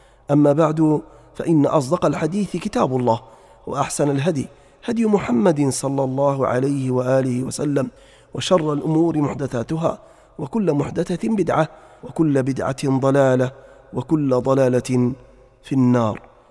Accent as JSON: {"language": "Arabic", "country": "Libya", "said": "وأهل بلادنا ليبيا الحبيبة خاصة"}